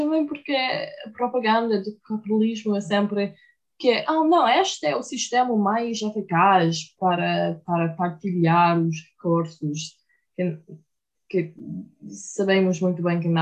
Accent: Florida, United States; Portuguese is a second language; eu venho de Flórida, a Flórida é muito plana

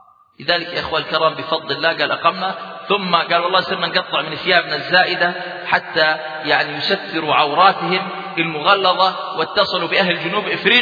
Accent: Jordan; الشيخ يعرف رجلا عندنا في الأردن

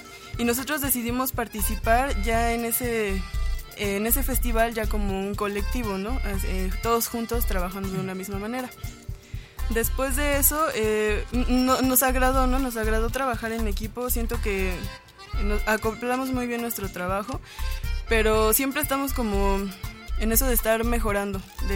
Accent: Valle de Chalco, State of Mexico, Mexico; Bueno, yo soy de Xico, Valle de Chalco.

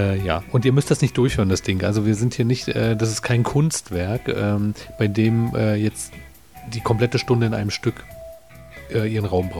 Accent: Berlin, Germany; obwohl als Berliner sagt man Berlinerisch. Also so kenne ich es.

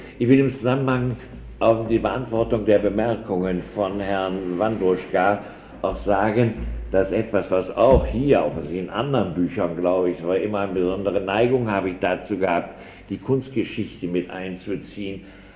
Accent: Prussia, Germany; Ich bin nun also in Preußen aufgewachsen

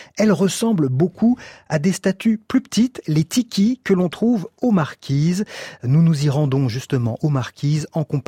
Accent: Belgium; en tant que Belge

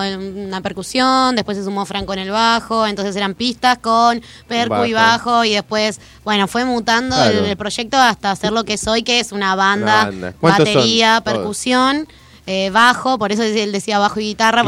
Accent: Paraná, Entre Ríos, Argentina; Nosotras somos amigas de Paraná, somos de Entre Ríos, nosotras dos

